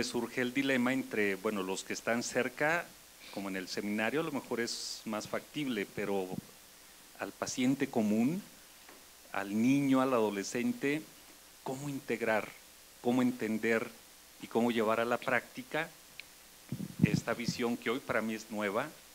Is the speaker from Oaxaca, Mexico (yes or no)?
no; León, Guanajuato, Mexico; vengo de la diócesis de León, Guanajuato